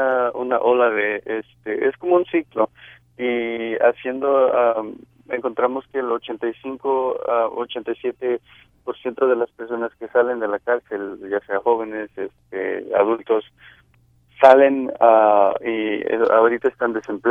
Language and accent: Spanish; Salinas, California, United States; Un dato, yo crecí en Salinas.